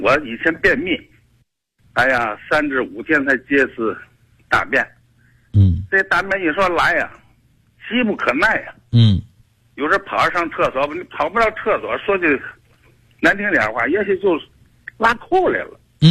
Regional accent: Beichen, Tianjin, China; 我是天津的北辰的。

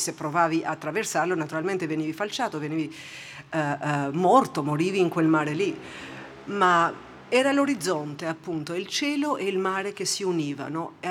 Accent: Albania; Italian is a second language; moved away as an adult; also born or lived in United States; now in Switzerland; Io praticamente ho passato 28 anni in Albania e sono adesso quasi 28 anni che ho vissuto fuori dall'Albania. Quindi sono albanese, ma sono svizzera, poi ho vissuto per 11 anni e mezzo negli Stati Uniti

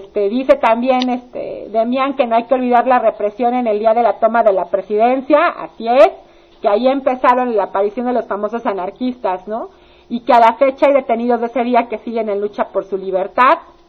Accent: Mexico; que podamos organizarnos como mexicanos

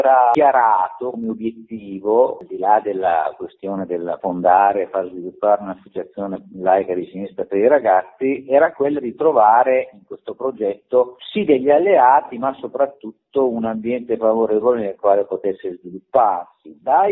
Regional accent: Reggio Emilia, Emilia-Romagna, Italy; io vengo da Reggio Emilia

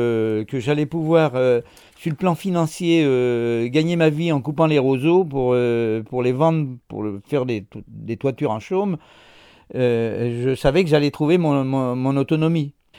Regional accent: Pays de la Loire, France; born there; Je suis né en Brière en 1945.

